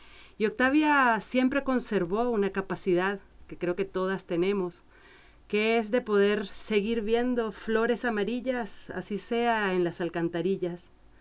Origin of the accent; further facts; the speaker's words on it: Venezuela; born there; moved away as an adult; also born or lived in Spain; eso fue en el país donde nací, en Venezuela